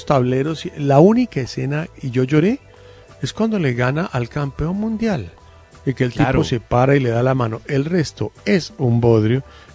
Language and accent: Spanish; Colombia; como colombiano este es un país de aguante y magia a la hora de estirar el bolsillo.